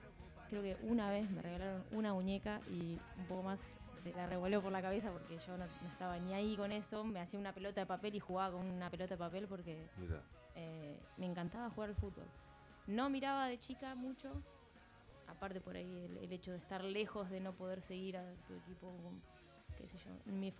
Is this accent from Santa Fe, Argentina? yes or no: no; Tandil, Buenos Aires Province, Argentina; De Tandil, sí.